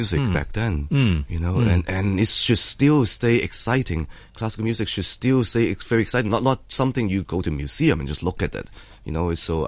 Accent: Hong Kong; always excited to come back to my hometown orchestra and get to see familiar faces.

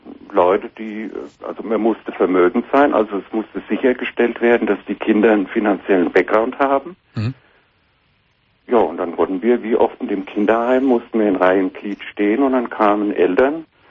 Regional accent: Germany; born there; Ja, ich bin ein Adoptivkind aus der DDR.

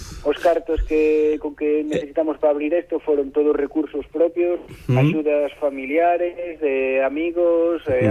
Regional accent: Lugo, Galicia, Spain; Non, eu son de Lugo

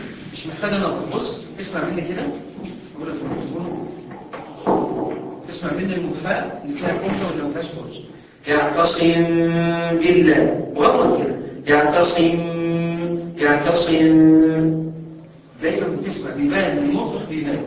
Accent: Aswan, Aswan Governorate, Egypt; معلش معلش انا من اسوان خلي بالك

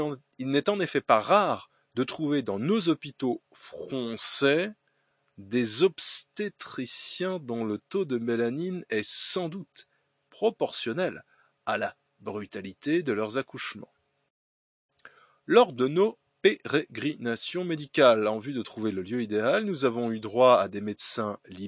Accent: Grand Est, France; accent: Alsatian or Germanic; excusez-moi pour mon terrible accent alsacien ou germanique, je m'en excuse.

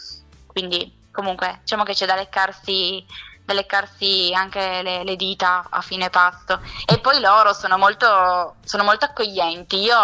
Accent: Piedmont, Italy; io sono piemontese, quindi non posso dire nulla assolutamente contro i miei vini

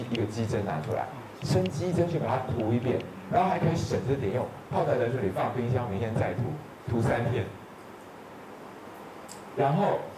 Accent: Taiwan; 就是我们台湾人说长菜花的那个猴子啊

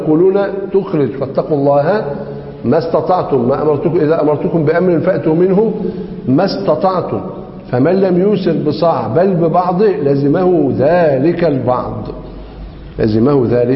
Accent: Egypt; عندنا في مصر ينظرون إلى قضية الأرز على أنها مقدمة في غالب محافظات مصر

